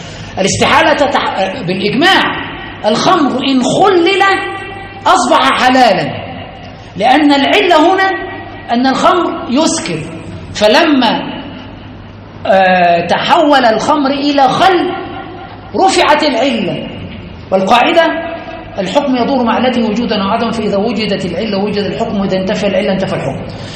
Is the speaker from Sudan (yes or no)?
no; Aswan, Aswan Governorate, Egypt; كثير من الناس يعني عندنا في أسوان وفي كثير من البلدان هم من آل البيت